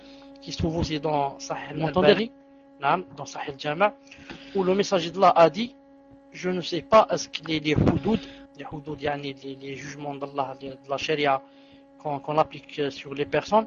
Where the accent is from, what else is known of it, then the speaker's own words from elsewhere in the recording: Algeria; moi, je viens de vérifier ici, chez nous en Algérie, nous sommes le 6.